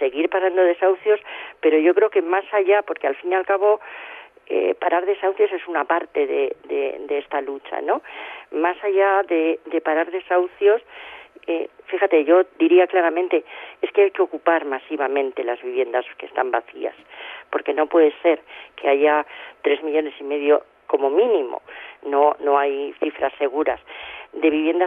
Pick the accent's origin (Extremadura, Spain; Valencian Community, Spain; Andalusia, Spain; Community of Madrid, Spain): Community of Madrid, Spain; Madrid; yo soy de Chamberí, por ejemplo, y además de estar en oficina de vivienda, estoy en mi grupo de vivienda de Chamberí